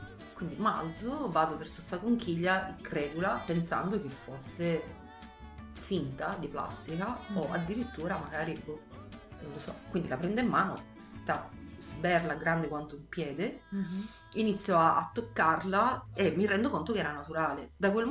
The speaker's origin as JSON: {"language": "Italian", "region": "Sicily", "country": "Italy", "moved": "yes", "lives_now": "Florence, Italy", "said": "essendo siciliana ho avuto sempre un rapporto privilegiato col mare. Quando sono arrivata a Firenze c'è stato un attimino di stop in questo"}